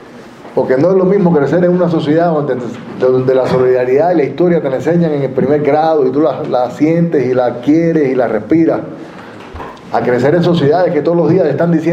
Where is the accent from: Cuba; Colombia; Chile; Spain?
Cuba; also born or lived in United States; Tú sabes que yo nací allá, yo nací en Estados Unidos. Y yo tuve la tremenda suerte de que mis padres me trajeran para Cuba, con 5 años.